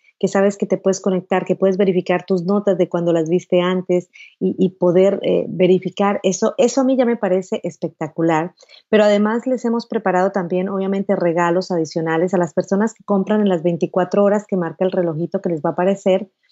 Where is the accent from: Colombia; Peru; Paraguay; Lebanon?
Colombia; Putumayo; born there; lo que me enseñó mi abuelo allá en el Putumayo, en el Amazonas colombiano, que es donde yo nací.